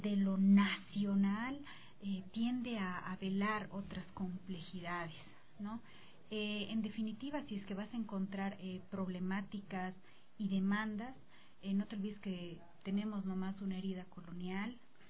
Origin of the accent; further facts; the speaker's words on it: Bolivia; para nosotros como bolivianos